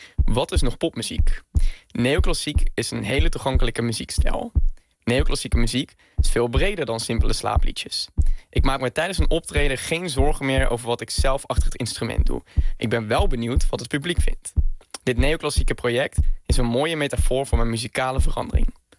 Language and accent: Dutch; Venray, Limburg, Netherlands; Ja, geboren en getogen in Venray, in Noord-Limburg.